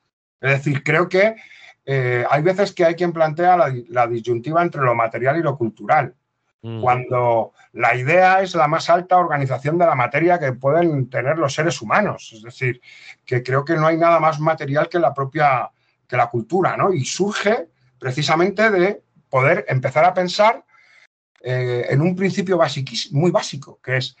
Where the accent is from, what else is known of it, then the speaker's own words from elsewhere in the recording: Spain; como los españoles somos tan díscolos y nos peleamos entre nosotros